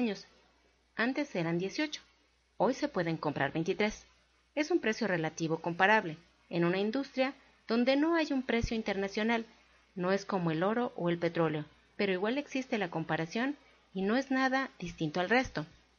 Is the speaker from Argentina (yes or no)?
no; Colombia; now in Mexico; yo salí de Colombia en el 2002 y llegué en el 2011